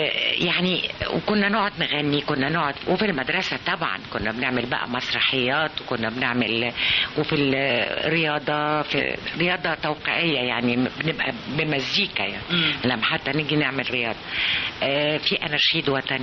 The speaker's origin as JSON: {"language": "Arabic", "town": "Abu al-Akhdar", "region": "Sharqia Governorate", "country": "Egypt", "said": "أفتكر رمضان بفتكره في العزبة في البلد، إحنا من الشرقية من أبو الأخضر شرقية"}